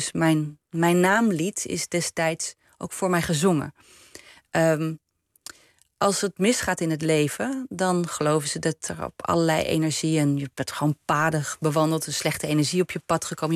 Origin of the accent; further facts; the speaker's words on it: Groningen, Netherlands; accent: Leidse R; also born or lived in Leiden; En nou, ik ben in Groningen opgegroeid met een Friese naam. En ik had een Leidse R, want ik was in Leiden geboren. Dus in Leidse R ben je in Groningen een kakker.